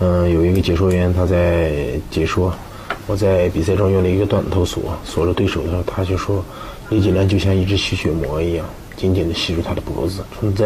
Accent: Xinjiang, China; 我是一名综合格斗运动员，我来自新疆。

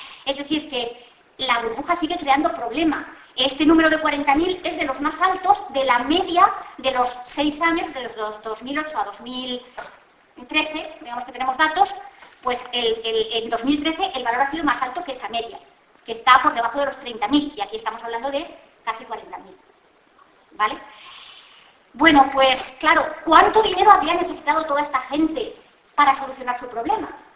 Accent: Spain; yo creo que los españoles tampoco nos merecemos. Porque somos la vergüenza de Europa.

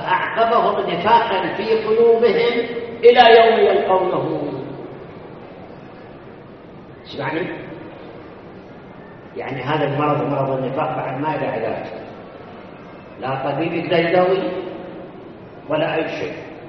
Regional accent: Karbala, Karbala Governorate, Iraq; كربلاء ما عندنا، كان عندنا في كربلاء مدير مدرسة

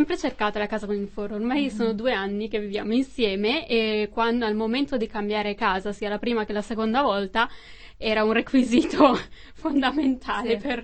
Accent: Bergamo, Lombardy, Italy; now in Brussels, Belgium; Sì, vengo da Bergamo.

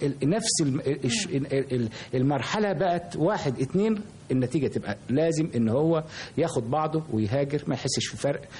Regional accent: Damietta, Damietta Governorate, Egypt; لان انا كنت تربية طفولتي في دمياط، ودمياط كان لها تقاليد مختلفة كثيرا عن القاهرة

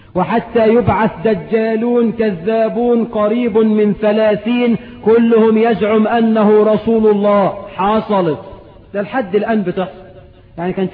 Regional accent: Egypt; وعندنا في مصر كتير بقى،

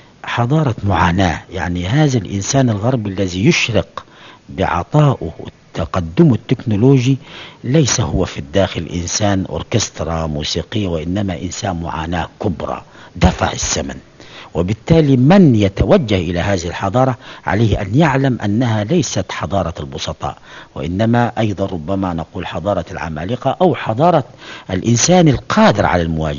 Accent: Upper Egypt, Egypt; وأنتمي إلى قرية المتواضعة في هذه البلاد العربية مصر في أقصى الصعيد

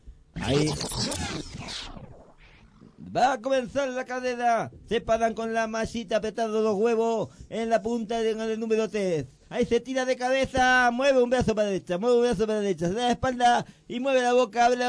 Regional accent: Argentina; Porque soy argentino.

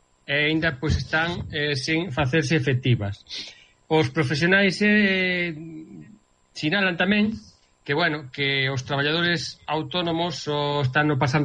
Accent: Quiroga, Galicia, Spain; amiga de redes sociais e da miña terra, Quiroga

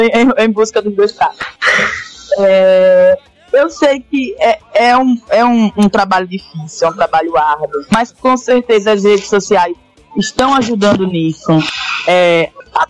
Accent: Rio de Janeiro, Brazil; Porque eu sou carioca

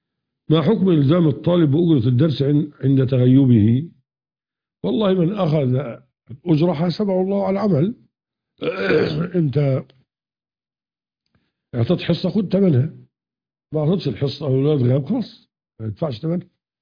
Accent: Egypt; أما القانون القديم كان يخالف الشريعة عندنا في مصر يعني

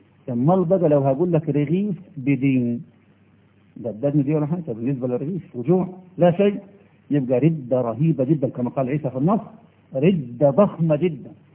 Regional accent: Egypt; إحنا مصريين عقولنا متربية

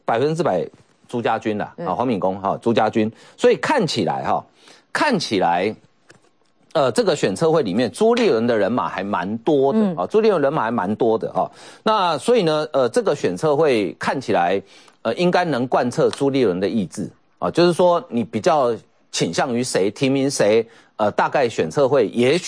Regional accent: Miaoli County, Taiwan; 这我故乡的县长，这一定要讲一下哈。他苗栗县长八年任内负债增加600多亿

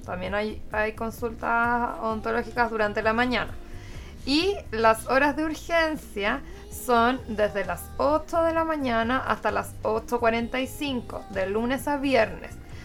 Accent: Concepción, Biobío, Chile; born there; Yo nací acá en Concepción.

